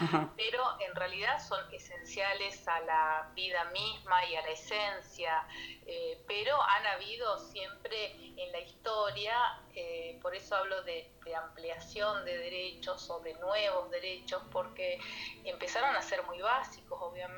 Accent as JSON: {"language": "Spanish", "town": "Posadas", "region": "Misiones", "country": "Argentina", "tie": "born or raised there", "said": "Sí, yo soy de Posadas, que es la capital de Misiones."}